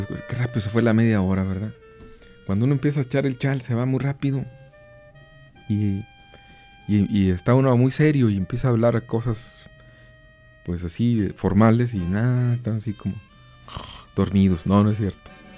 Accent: Santa Catarina, Nuevo León, Mexico; Yo no soy de Lampazos, soy de Santa Catarina, pero quiero mucho Lampazos.

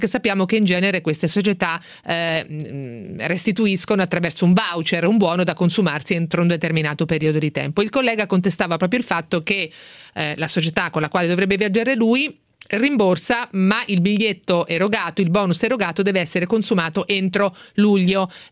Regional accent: Vicenza, Veneto, Italy; Sono di Vicenza

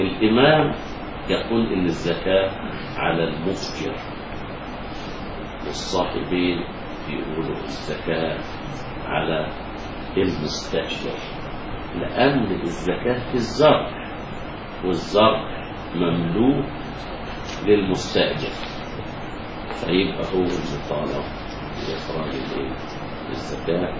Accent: Egypt; يعني عندنا في مصر ما في

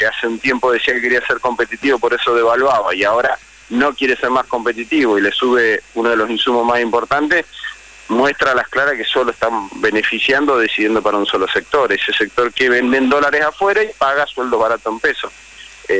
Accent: Neuquén, Argentina; En mi provincia, yo soy de Neuquén, no es un tema menor lo que él está diciendo.

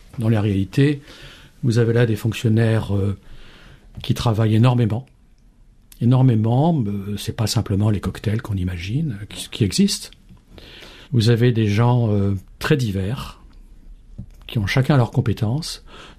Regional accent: France; Donc je suis français, je suis un ancien diplomate

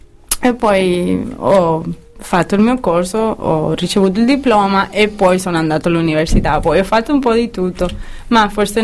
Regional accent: Seville, Andalusia, Spain; Italian is a second language; Ma come io sono da Sevilla, io direi Interpretación.

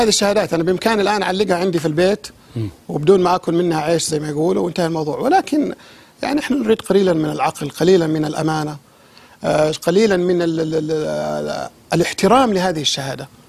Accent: Saudi Arabia; للأسف بس عندنا في السعودية بالذات

